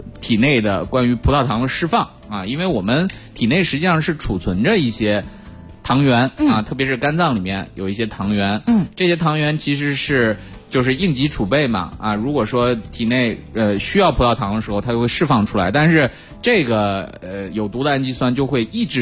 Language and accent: Chinese; China; 因为我们中国人其实对这个植物性的食物其实一直以来抗性都还挺强的是吧